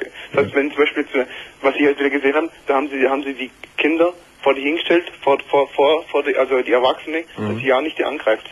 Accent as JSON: {"language": "German", "country": "Eritrea", "tie": "born or raised there", "moved": "yes", "lives_now": "Germany", "said": "Also gebürtig komme ich aus Eritrea, ich weiß, ob du das kennst."}